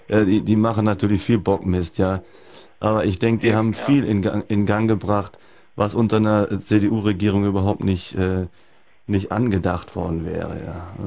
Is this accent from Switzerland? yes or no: no; North Rhine-Westphalia, Germany; Ich meine, ich komme aus dem Kölner Raum, kann man sich ja vorstellen, was für ein Verein.